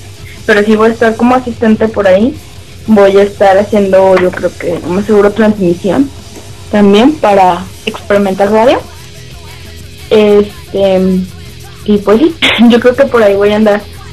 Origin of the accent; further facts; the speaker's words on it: Guadalajara, Jalisco, Mexico; soy de Guadalajara